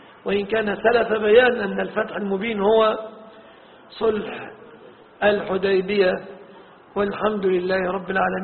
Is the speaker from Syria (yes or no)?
no; Egypt; باللفظة العامية التي نقولها نحن في بلادنا مصر